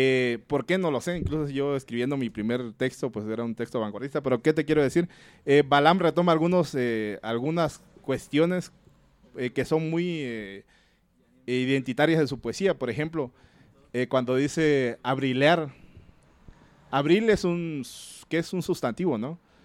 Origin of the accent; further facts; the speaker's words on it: Chiapas, Mexico; el Soconusco de esta misma región, que es muy particular en Chiapas, que no era Chiapas, pero la anexaron políticamente, de donde yo soy